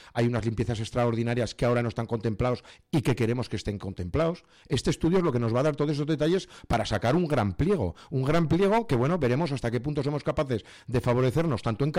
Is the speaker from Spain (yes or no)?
yes; Tudela, Navarre, Spain; así como yo lo he dicho en dos frases que necesito para mi pueblo, en Tudela es mucho más complejo